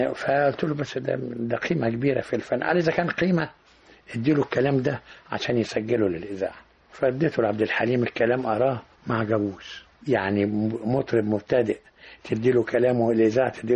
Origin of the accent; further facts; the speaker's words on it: Egypt; ده كله بيخليني أسعد إن أنا مصري بنتمي إلى بلدي